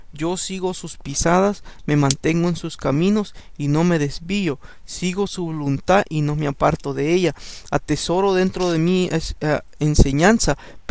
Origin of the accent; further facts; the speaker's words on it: El Salvador; Cuando yo estaba chico, yo crecí en El Salvador.